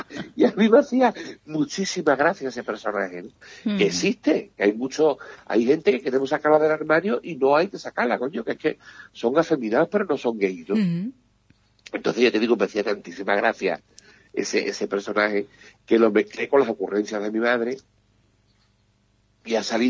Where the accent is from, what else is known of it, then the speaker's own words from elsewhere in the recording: Jerez de la Frontera, Andalusia, Spain; now in Benalmádena, Spain; yo soy de Jerez, pero vivo en Benalmádena